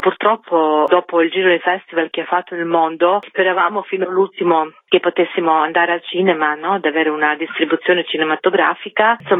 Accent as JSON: {"language": "Italian", "region": "Belgrade", "country": "Serbia", "also_born_or_lived": "Turin", "moved": "yes", "lives_now": "Rome, Italy", "said": "Io di origine sono di Belgrado, però da tanto tempo che non ci vivo, insomma vivo in Italia da tantissimo tempo, prima a Torino e poi a Roma"}